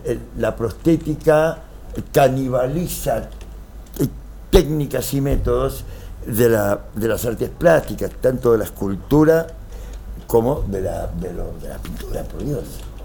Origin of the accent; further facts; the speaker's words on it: United States; me criaron de muy chiquitito en Estados Unidos, soy nacido acá.